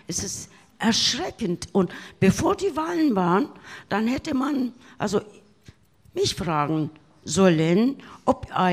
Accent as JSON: {"language": "German", "region": "Tunceli Province", "country": "Turkey", "second_language": "German", "moved": "yes", "lives_now": "Germany", "said": "Ich habe als Kurdin in der Türkei als geborene Widerstandlerin, also so die Geschichte aus Dersim."}